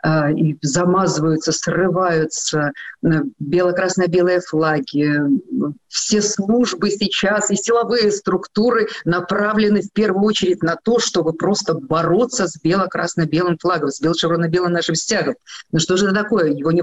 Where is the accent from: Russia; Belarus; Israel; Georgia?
Belarus; born there; Я родилась в Белоруссии. Я родилась вообще в Советском Союзе. Мы все жили в одной большой, красивой, дружной стране.